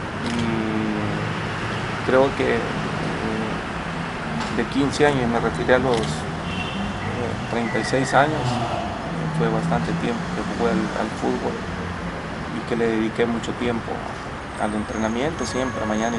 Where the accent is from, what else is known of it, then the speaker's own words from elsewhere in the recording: Soyapango, San Salvador, El Salvador; born there; Nací el 17 de enero de 1959. Nací en San Salvador, en la ciudad de Suyapango.